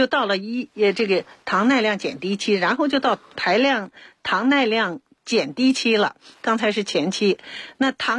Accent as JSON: {"language": "Chinese", "country": "China", "said": "一个是早期呢，由于我们中国人呢比较多的人有这个遗传易感性，他就已经存在着胰岛素抵抗。"}